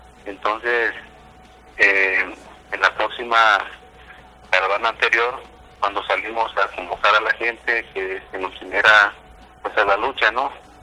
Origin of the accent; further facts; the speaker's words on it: Guerrero, Mexico; soy originario de Tizca de Guerrero.